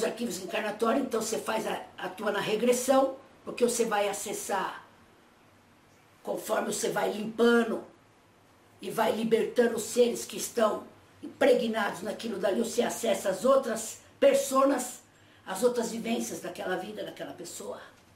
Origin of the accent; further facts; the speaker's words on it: Minas Gerais, Brazil; Mineiro, ué!